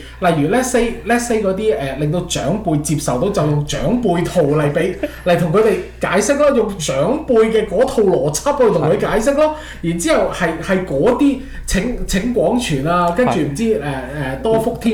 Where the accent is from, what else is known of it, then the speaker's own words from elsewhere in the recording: Canada; 因為我哋加拿大人，我有時避唔到啲英文啦